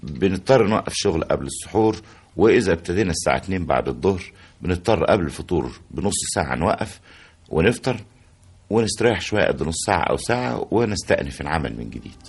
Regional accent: Cairo, Cairo Governorate, Egypt; يعني قاهري المنشأ، يعني مش المولد، إنما طول عمري متربي ونشأت وفضلت في القاهرة، ما اتنقلتش منها أبدا

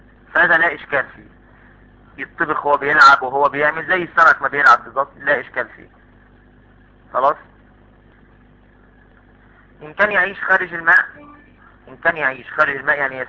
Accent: Egypt; طب انا من اهل مصر ما اعرفش البوزاق ده.

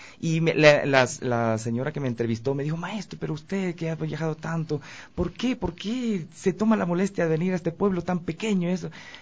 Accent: Conocoto, Pichincha, Ecuador; born there; Yo nací muy cerca de aquí, en el Valle de los Chillos, en Conocoto. Ah, ahí, en la propia casa mía.

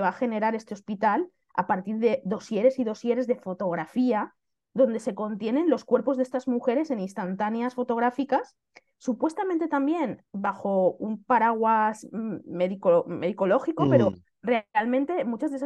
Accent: Xàtiva, Valencian Community, Spain; first language Valencian; pues Xàtiva, mi ciudad, efectivamente yo soy de Xàtiva y me apetecía mucho ubicar la trama de mi historia en mi ciudad

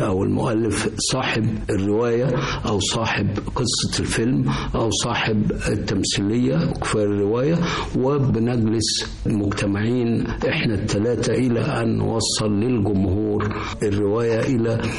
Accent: Egypt; أنا لفيت في العالم، رحت باريس ورحت إيطاليا اللي أنا درست فيها بعد دراستي هنا في مصر

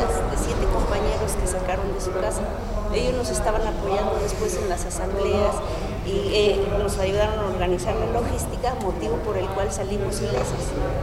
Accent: Puebla, Mexico; Yo soy de Minerales, de la colonia Minerales de Guadalupe Sur.

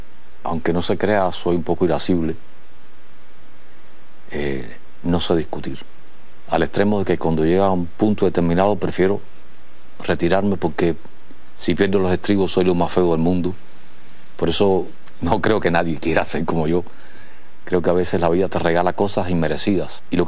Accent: Holguín, Cuba; also born or lived in Santiago de Cuba; Nací en Santiago de Cuba. Me crié en Holguín.

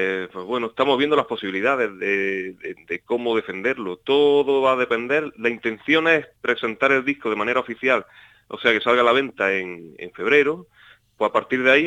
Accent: Alamedilla, Andalusia, Spain; Está cerca de aquí, de mi pueblo. Es en Alamedilla, el pueblo se llama.

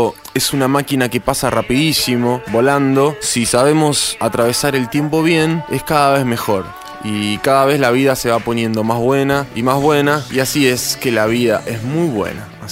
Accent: Temperley, Buenos Aires Province, Argentina; Soy del Gran Buenos Aires, precisamente de la ciudad de Temperley

